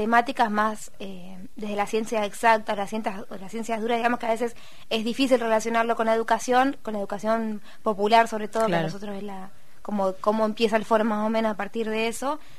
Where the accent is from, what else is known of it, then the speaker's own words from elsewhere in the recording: La Plata, Buenos Aires Province, Argentina; Re platense.